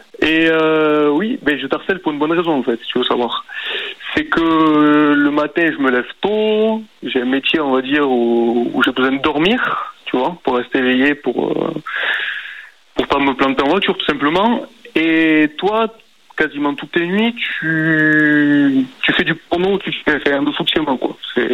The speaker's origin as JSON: {"language": "French", "town": "Marseille", "region": "Provence-Alpes-Côte d'Azur", "country": "France", "said": "Moi, je suis Marseillais."}